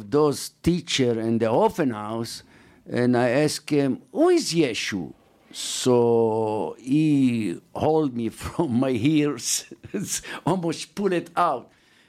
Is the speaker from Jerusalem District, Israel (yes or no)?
yes; Jerusalem, Jerusalem District, Israel; English is a second language; Yes, so she start to show very close interest in our way of doing it, that we are from Jerusalem